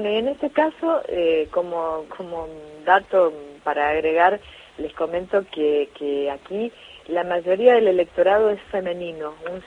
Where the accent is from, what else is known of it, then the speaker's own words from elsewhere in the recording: Resistencia, Chaco, Argentina; nosotros que somos chaqueños, en mi caso, bueno, soy chaqueña, soy nacida en Resistencia